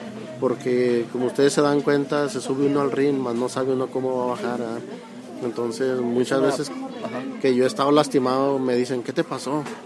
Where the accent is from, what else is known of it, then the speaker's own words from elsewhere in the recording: Durango, Mexico; Durango, Durango.